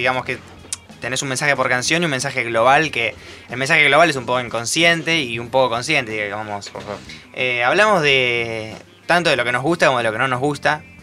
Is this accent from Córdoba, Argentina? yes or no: no; Buenos Aires, Argentina; Pero somos todos de Parque Chacabuco, entonces.